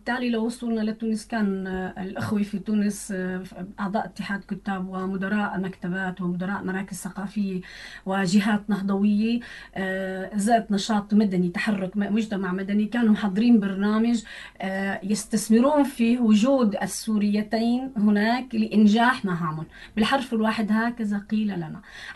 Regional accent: Syria; بيسالك من وين؟ ما انا من سوريا

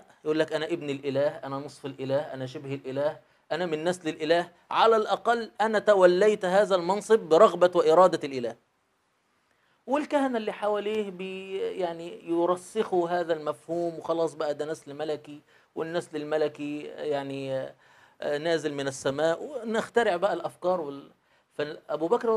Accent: Egypt; يعني مثلاً إحنا كشعب مصري، الشعب اللي عايش فيه 2020 دلوقتي

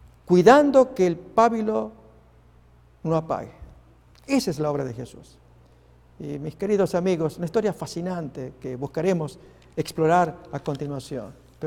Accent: Argentina; Pasó en mi país, en la provincia de Neuquén

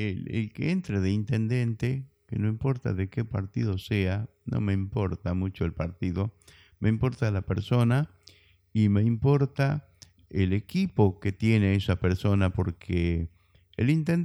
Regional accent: Metán, Salta, Argentina; soy de Metán, traigo mi propia tonada. Yo entraba sacando pecho diciendo que soy de Metán porque tengo orgullo de haber nacido ahí en la Alberdi entre Tucumán y Jujuy. Y a mi mamita la atendió una partera, yo nací en la casa

